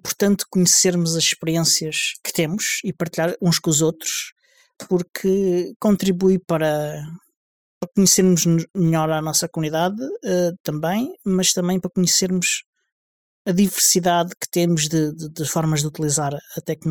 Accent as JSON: {"language": "Portuguese", "region": "Alentejo", "country": "Portugal", "said": "Eu não morro de calor, porque sou alentejano e gosto de calor."}